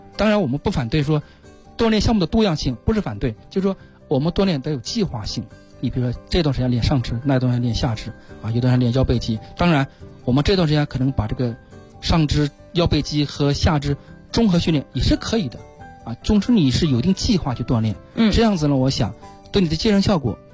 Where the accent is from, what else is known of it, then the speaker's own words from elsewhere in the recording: China; 我们中国人